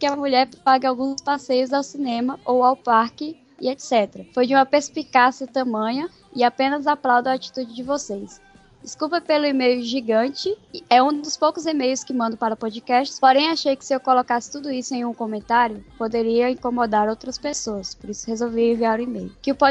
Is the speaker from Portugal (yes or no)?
no; Pará, Brazil; eu também sou do Pará. Na verdade, moro em Belém.